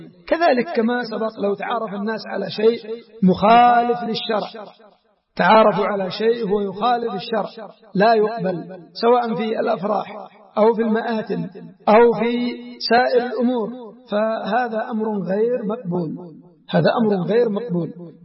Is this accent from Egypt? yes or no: no; Yemen; بل هناك في بعض الأماكن عندنا في اليمن في بعض المديريات العرف مثل هذا